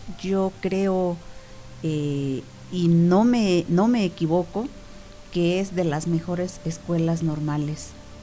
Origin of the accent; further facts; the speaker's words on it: Veracruz, Mexico; moved away; porque yo soy originaria de Veracruz, yo nací en Veracruz. Y llego al estado de Guerrero con mi familia, papá, mamá, hermanos